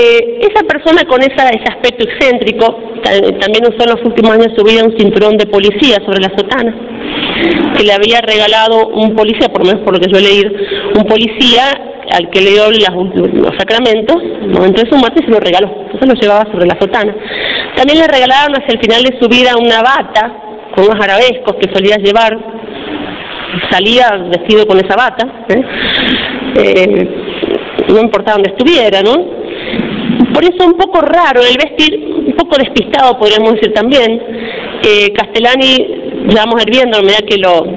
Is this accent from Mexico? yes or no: no; Argentina; Para nosotros como argentinos es un profeta para la Argentina.